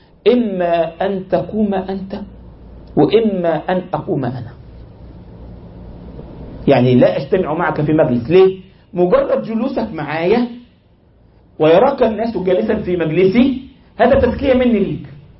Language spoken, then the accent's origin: Arabic; Egypt; أذكر عندنا في مصر، ما الكلام ذو شجون، واحد عندنا في مصر من 20 سنة تقريبا